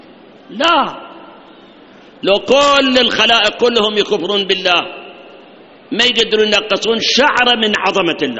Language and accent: Arabic; Iraq; الآن 3 سنوات عندنا بالعراق جفاف، مطر ماكو